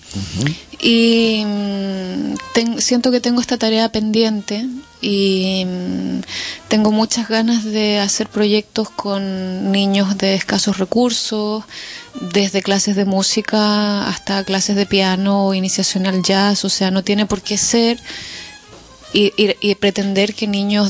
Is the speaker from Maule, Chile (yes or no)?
no; Chiloé, Los Lagos, Chile; yo soy del sur, soy de Chiloé